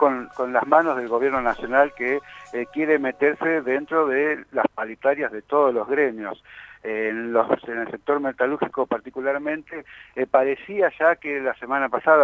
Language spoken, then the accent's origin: Spanish; La Matanza, Buenos Aires Province, Argentina; Yo soy de La Matanza